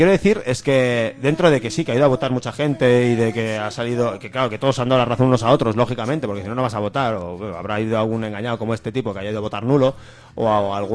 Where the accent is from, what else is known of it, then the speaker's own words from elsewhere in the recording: Catalonia, Spain; cada vez que yo como catalán salgo de Cataluña y me insulte la gente de a pie en sitios, en cuanto se enteran que soy catalán, me insultan.